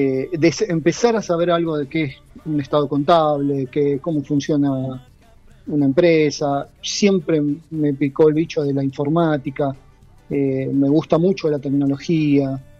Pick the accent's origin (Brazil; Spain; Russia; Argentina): Argentina; Wilde, Buenos Aires Province; now in Pipinas, Argentina; yo soy oriundo de Wilde. De Wilde. De la avenida Mitre Las Flores.